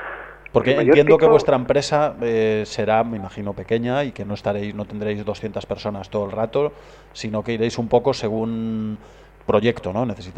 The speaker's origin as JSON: {"language": "Spanish", "country": "Spain", "said": "O van un español, y yo como español, un alemán."}